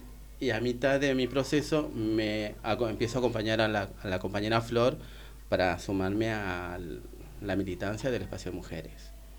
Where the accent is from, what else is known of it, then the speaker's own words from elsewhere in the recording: Tartagal, Salta, Argentina; moved away as an adult; now in Buenos Aires, Argentina; vengo de la ciudad de Tartagal, pertenezco a un pueblo originario de la ciudad de Tartagal, ¿viste? Uh-huh. Pertenezco a la etnia Tupi Guaraní, que es, pertenece en Salta.